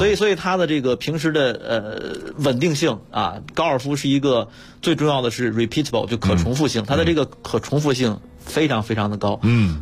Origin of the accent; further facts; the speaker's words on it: China; 确实是我们中国人能在这项欧美主导的这种传统运动上能拿到世界第一。